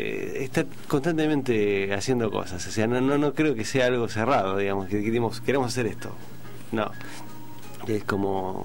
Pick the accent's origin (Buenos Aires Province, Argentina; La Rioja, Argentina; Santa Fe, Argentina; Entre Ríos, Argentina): Buenos Aires Province, Argentina; El Palomar; yo vengo de Palomar, ¿no? Yo soy de Palomar